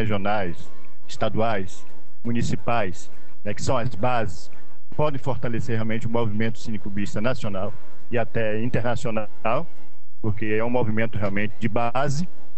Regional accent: Salvador, Bahia, Brazil; Sou de Salvador … faço parte da diretoria atual do CNC, diretoria de formação

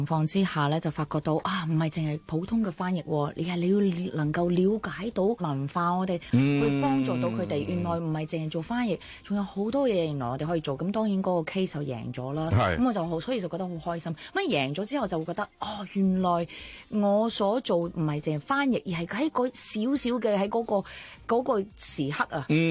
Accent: Chaozhou, Guangdong, China; 我唔單止咁，我係潮州人，隔啲楞啊！

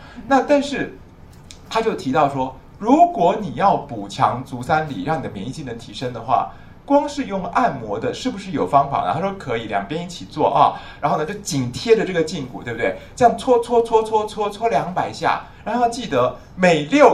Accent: China; 像官员我们中国人说夏秋之交灸官员，对不对？

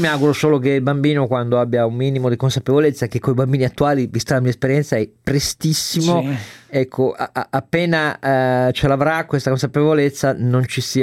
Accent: Turin, Piedmont, Italy; benedico da torinese la mia regione

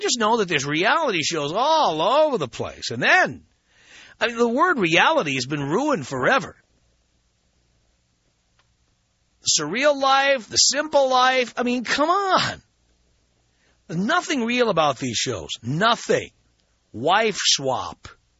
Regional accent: New York City, New York, United States; Thing is, I grew up in New York City.

